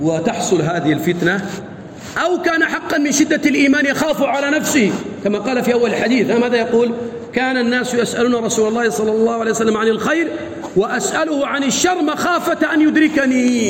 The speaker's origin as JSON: {"language": "Arabic", "country": "Sudan", "said": "احنا سوداني"}